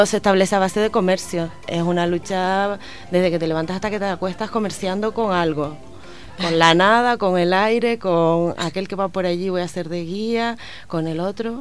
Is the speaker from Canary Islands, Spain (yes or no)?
yes; Canary Islands, Spain; nosotros como canarios, África es nuestro continente